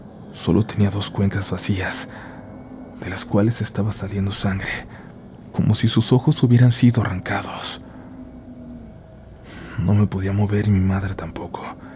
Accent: Durango, Mexico; Nosotros somos de una comunidad turística del estado de Durango

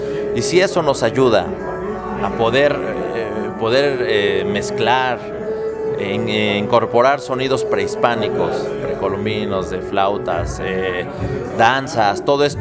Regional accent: Mexico; lo que nos podemos apropiar siendo mexicanos

